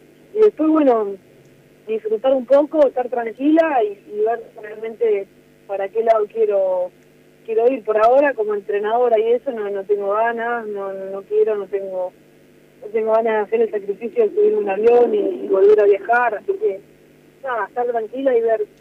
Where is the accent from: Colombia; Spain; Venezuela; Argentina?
Argentina; nuestra situación como ciudadano argentino de un país que nos queda todo lejos